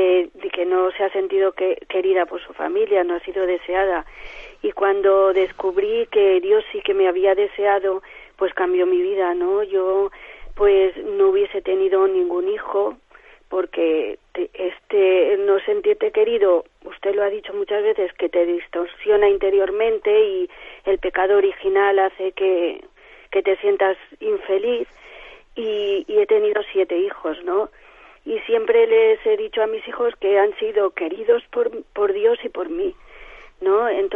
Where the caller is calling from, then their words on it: Valencia, Valencian Community, Spain; de Valencia.